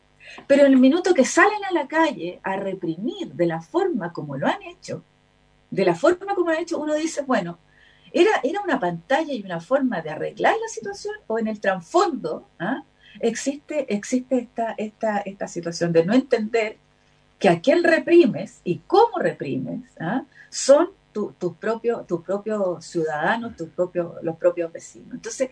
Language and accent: Spanish; Chile; yo no soy santiaguina, acuérdense de eso, entonces yo soy provinciana, entonces no soy santiaguina, me cuestan los nombres de las calles muchas veces.